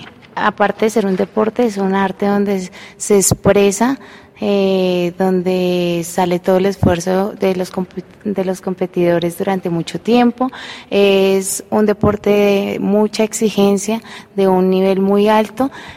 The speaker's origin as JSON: {"language": "Spanish", "country": "Colombia", "said": "creo que como muchos colombianos"}